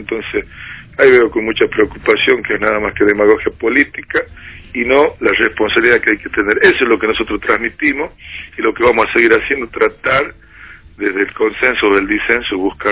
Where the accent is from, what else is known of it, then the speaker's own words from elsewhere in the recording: La Rioja, Argentina; a nosotros no nos queda más que palabra de agradecimiento como riojano a este gobierno que tanto ha hecho por La Rioja